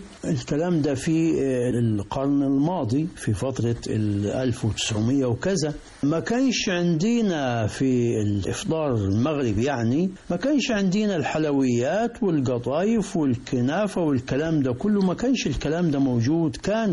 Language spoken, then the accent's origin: Arabic; Upper Egypt, Egypt; الكعك والكعك اللي بنعملوه عندنا في الصعيد مختلف عن الكعك اللي بيتعمل في المدن،